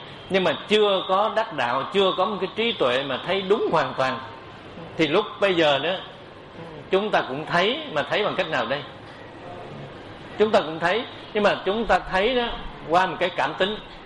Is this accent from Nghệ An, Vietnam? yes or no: no; Cu Chi, Ho Chi Minh City, Vietnam; Tại tôi xuất thân ở Củ Chi, cho nên cái đất Củ Chi này là bà con nhiều. Và tôi ở thành phố này nữa cũng vậy.